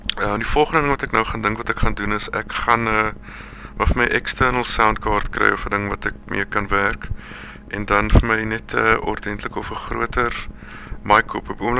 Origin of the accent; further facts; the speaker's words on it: Port Elizabeth, Eastern Cape, South Africa; moved away; want ek kom ook self uit Port Elizabeth uit, so ek dink daar was al wel van 'n connection